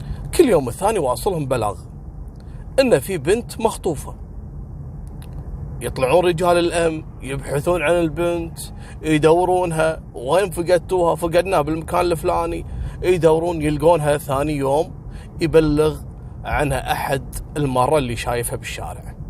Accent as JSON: {"language": "Arabic", "country": "Kuwait", "said": "مثل ما حصل عندنا في الكويت"}